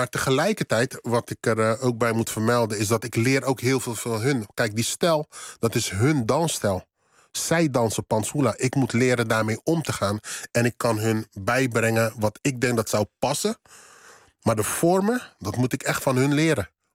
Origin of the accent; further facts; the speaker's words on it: Netherlands; born there; ja, ik ben in Nederland geboren.